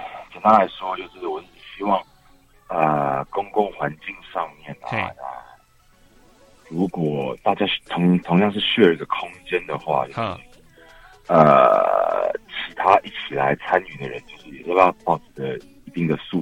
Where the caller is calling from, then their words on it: Taipei, Taiwan; 你好，我是台北的，我很愤怒。